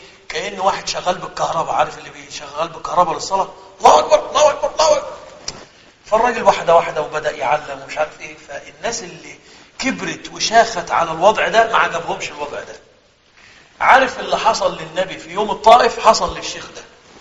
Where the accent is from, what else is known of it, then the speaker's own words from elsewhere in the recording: Egypt; أنا أذكر في إحدى الرمضانات عندنا في مصر ممكن ده في كل بلدنا